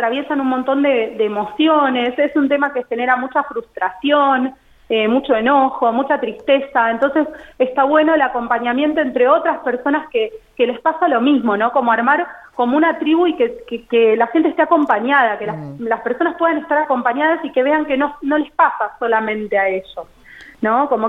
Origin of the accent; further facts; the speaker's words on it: Buenos Aires, Argentina; yo soy de Buenos Aires, me mudé acá hace unos años, sí. Hice toda mi formación y mi residencia en un hospital del conurbano, en Buenos Aires